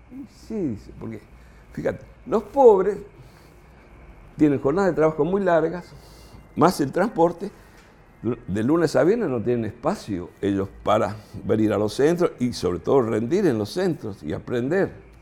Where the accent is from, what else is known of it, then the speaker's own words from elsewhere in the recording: Buenos Aires, Argentina; yo soy porteño, imagínense, somos los dueños del mundo, los porteños.